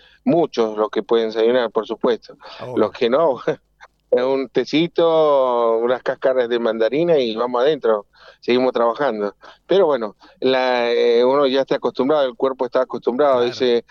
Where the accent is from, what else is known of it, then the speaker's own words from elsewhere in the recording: Potosí, Bolivia; Ah, yo soy potosino, así que...